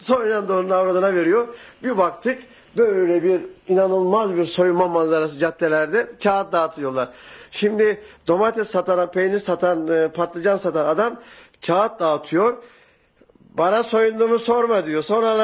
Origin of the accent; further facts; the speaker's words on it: Bergama, İzmir, Turkey; Bergamalıyım. Daha doğrusu bir Bergama köylüsü denebilir bana.